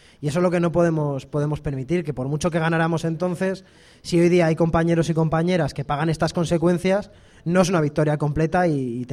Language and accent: Spanish; Aranda de Duero, Castile and León, Spain; Yo soy de Aranda, aparte, pero pero al final quiero decir, en mi barrio también es un barrio trabajador, en Aranda, de clase trabajadora